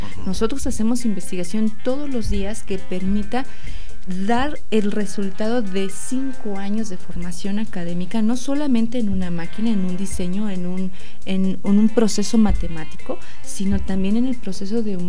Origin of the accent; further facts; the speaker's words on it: Mexico; Entonces, ¿qué problema tenemos como mexicanos?